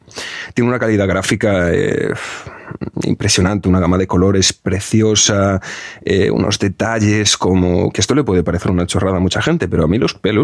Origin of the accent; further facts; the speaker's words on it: Galicia, Spain; Rafael Azcárraga es de Coruña, es de Galicia, es de mi tierra.